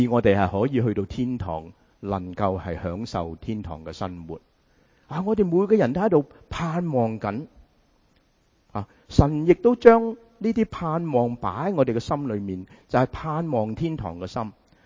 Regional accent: United States; 亦都系原因点解我哋美国人咁鍾意食快餐

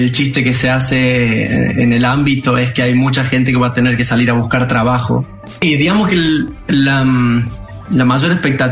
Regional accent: Valle Hermoso, Córdoba, Argentina; also born or lived in Tucumán; hasta los 6 años viví en Tucumán y de ahí nos mudamos a Valle Hermoso. O sea, yo toda la infancia la hice en Valle Hermoso.

